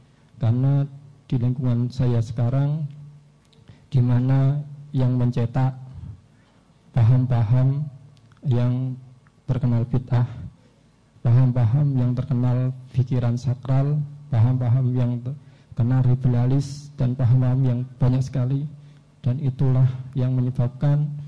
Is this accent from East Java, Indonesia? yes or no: no; Rembang, Central Java, Indonesia; now in Gonilan, Indonesia; Saya asli dari Rembang. Sekarang saya kuliah di UMS. Berdomisili di Gonilan.